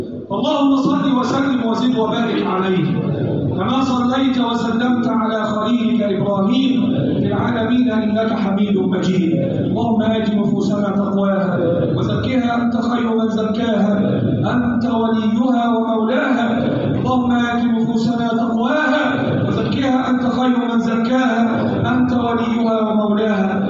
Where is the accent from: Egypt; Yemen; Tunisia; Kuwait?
Egypt; اللهم احفظ بلادنا مصر وسائر بلاد